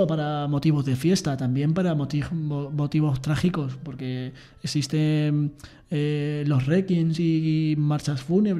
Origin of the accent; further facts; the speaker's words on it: Aldea del Rey, Castilla-La Mancha, Spain; Yo soy de Aldea del Rey.